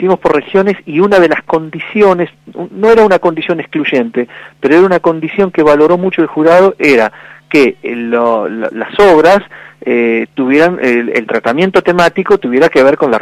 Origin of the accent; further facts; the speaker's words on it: Patagonia, Argentina; la primer región Patagonia, que bueno, la elegí yo como, viste, yo soy de ahí, quería que llevara la primera, que fuera para mi terruño